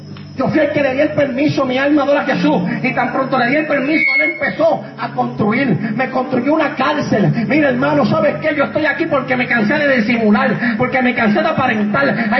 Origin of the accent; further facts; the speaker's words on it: Puerto Rico; Mira, hermano, cuando yo voy hasta a predicar a otros lados, y le digo, yo soy de Puerto Rico.